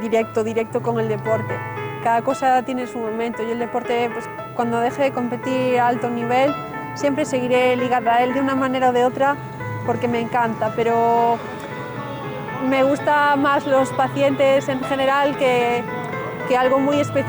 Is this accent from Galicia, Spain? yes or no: yes; Vigo, Galicia, Spain; born there; now in Santiago de Compostela, Spain; tanto en Vigo, donde nací, como en Santiago, que es donde vivo ahora.